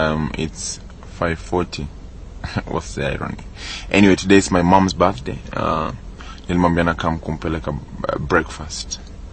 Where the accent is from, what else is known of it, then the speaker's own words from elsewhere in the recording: Kenya; So ukisikia mimi nikisema nimetoka Islando, literally na ni ukweli nimetoka Islando and tuko naishi below the dollar